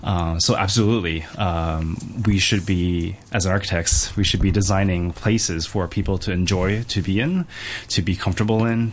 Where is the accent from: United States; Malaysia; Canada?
Canada; Toronto, Ontario; also born or lived in London; Well, I grew up in Canada myself, Toronto. Besides that, I've been traveling a lot around the world.